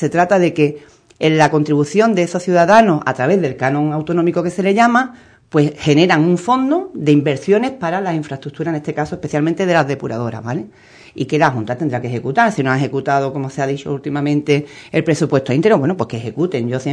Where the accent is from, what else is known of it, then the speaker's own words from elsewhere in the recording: Ubrique, Andalusia, Spain; nosotros aportamos como andaluces y andaluzas